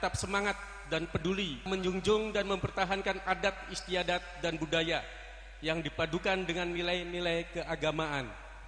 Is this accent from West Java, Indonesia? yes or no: yes; Cirebon, West Java, Indonesia; sebagai bupati yang lahir dan besar di Kabupaten Cirebon, merasa bangga terhadap kebudayaan dan kearifan lokal yang dimiliki masyarakat Kabupaten Cirebon.